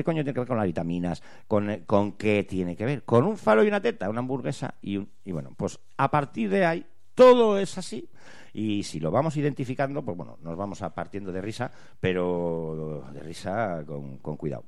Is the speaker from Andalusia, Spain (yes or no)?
no; Bilbao, Basque Country, Spain; que somos de Bilbao.